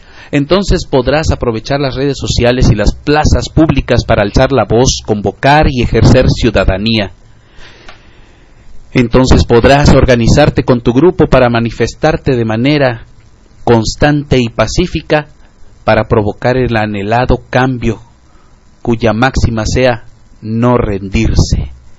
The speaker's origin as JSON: {"language": "Spanish", "country": "Mexico", "said": "nos urge hacer como mexicanos."}